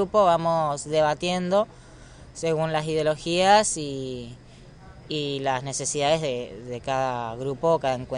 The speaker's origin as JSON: {"language": "Spanish", "country": "Argentina", "moved": "yes", "said": "yo soy de Argentina y estoy acá hace poco"}